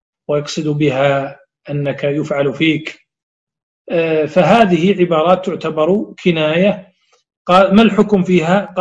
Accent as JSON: {"language": "Arabic", "country": "Saudi Arabia", "said": "هذه الكلمة غير معروفة عندنا في السعودية"}